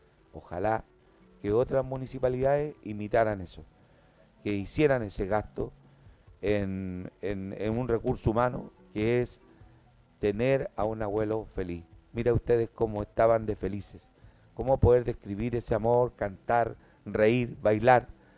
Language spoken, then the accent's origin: Spanish; Puente Alto, Santiago Metropolitan Region, Chile; de acá de Puente Alto, población donde yo nací. Y fue algo muy hermoso, se lo diré, poder encontrarme con algunas vecinas que me conocían desde niño.